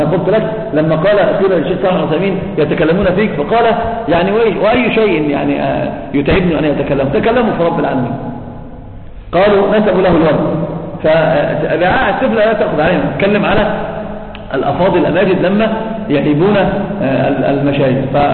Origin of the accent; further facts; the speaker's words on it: Egypt; احنا عندنا في مصر بيقولوا كلام كفر ما صحش انكار